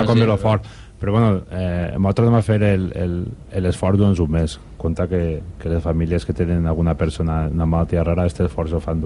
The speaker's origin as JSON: {"language": "Catalan", "town": "Vallada", "region": "Valencian Community", "country": "Spain", "said": "M'han pegat el puro perquè diuen que és Vallada, però jo bueno, sempre diré que sóc de Vallà."}